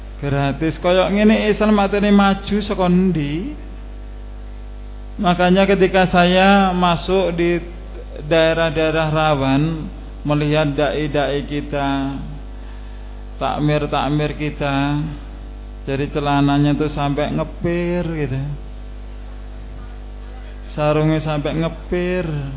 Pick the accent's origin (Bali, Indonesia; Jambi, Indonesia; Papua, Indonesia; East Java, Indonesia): Bali, Indonesia; Tabanan; born there; Saya lahir di Tabanan, Bali. Alhamdulillah akhirnya diajak hijrah ke Jawa Timur.